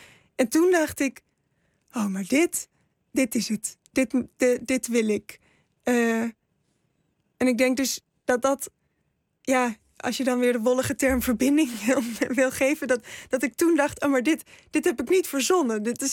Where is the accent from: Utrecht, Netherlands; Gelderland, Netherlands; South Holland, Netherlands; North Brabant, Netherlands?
North Brabant, Netherlands; 's-Hertogenbosch; born there; Ik ben in Den Bosch geboren.